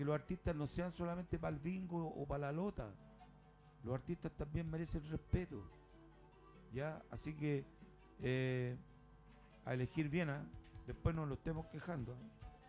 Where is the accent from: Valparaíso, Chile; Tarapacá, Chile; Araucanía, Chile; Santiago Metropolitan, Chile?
Santiago Metropolitan, Chile; Puente Alto; Ese es mi pueblo, ese es Puente Alto.